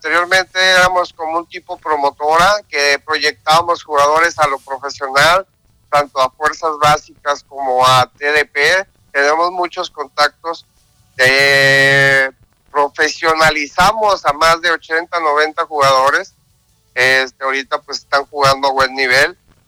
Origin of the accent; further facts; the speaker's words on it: Mazatlán, Sinaloa, Mexico; En Mazatlán, Sinaloa, que es donde yo nací.